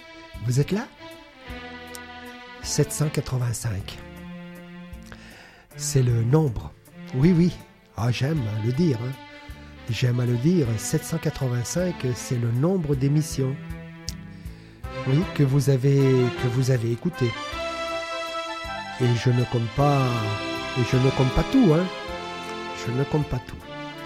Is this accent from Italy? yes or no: yes; Italy; born there; je la consacre à mon pays natal, l'Italie